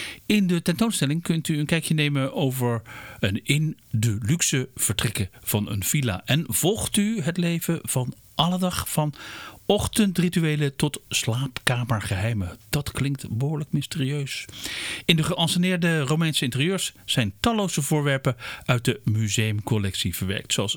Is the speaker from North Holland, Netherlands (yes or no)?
no; Leiden, South Holland, Netherlands; als geboren en getogen Leidenaar.